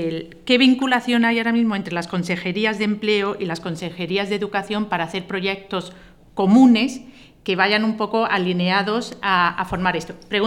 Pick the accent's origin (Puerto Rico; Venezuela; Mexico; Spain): Spain; Andalusia; Pero yo soy andaluza, es que en Andalucía ahora mismo